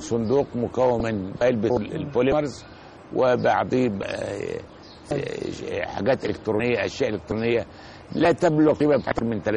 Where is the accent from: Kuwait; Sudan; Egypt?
Egypt; أنني كمصري كنت قد ساهمت ولا زلت أساهم في بعض المشروعات القومية